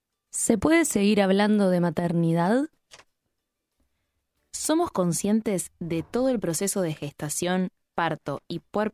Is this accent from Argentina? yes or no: no; Uruguay; no iba a vivir una crisis de agua en mi país, donde que me crié pensando en el Uruguay de aguas disponibles